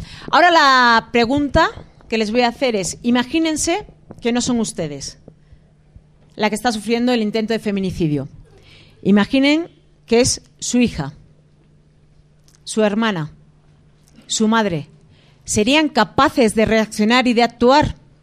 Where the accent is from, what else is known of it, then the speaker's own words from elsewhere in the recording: Basque Country, Spain; born there; en esa pequeña parte del mundo donde yo nací, que es el País Vasco